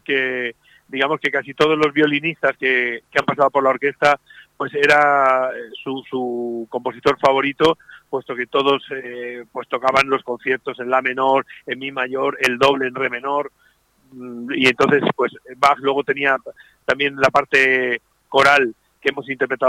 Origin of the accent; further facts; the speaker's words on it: Elche, Valencian Community, Spain; porque Elche siempre, además es el sitio como es mi pueblo, mi ciudad, pues de alguna forma viene la gente que nos conoce y que nos quiere.